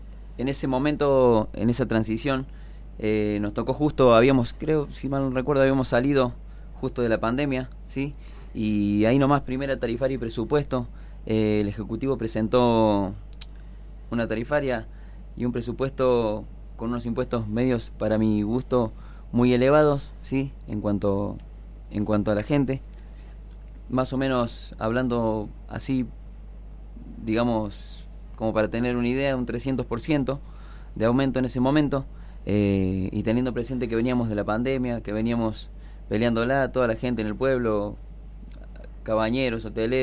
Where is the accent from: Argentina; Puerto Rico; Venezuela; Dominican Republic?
Argentina; Los Cocos, Córdoba; yo soy nativo de Los Cocos, mis viejos, mi abuelo, todo, bueno, tenemos ahí una raíz, digamos, en el pueblo